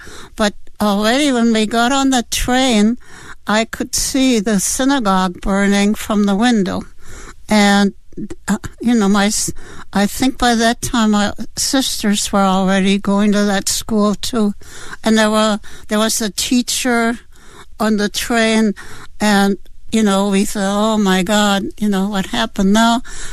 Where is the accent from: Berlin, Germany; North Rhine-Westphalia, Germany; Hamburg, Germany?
Berlin, Germany; I grew up in Berlin, Germany